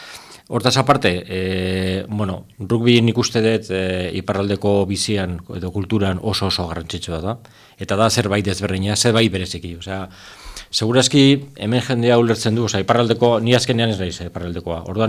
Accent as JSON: {"language": "Basque", "town": "San Sebastián", "region": "Basque Country", "country": "Spain", "lives_now": "Hendaye, France", "said": "ni donostiarra naiz, osea, endaian bizierren donostiarra naiz"}